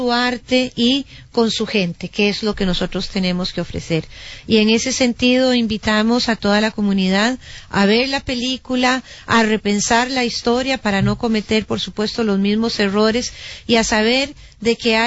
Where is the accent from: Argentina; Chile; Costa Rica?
Costa Rica; yo quisiera decir que para nosotros como costarricenses es un gran orgullo